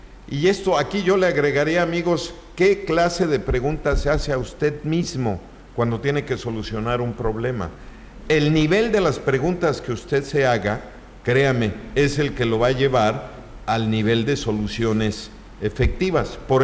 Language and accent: Spanish; Yucatán, Mexico; Es que soy yucateco, maestro.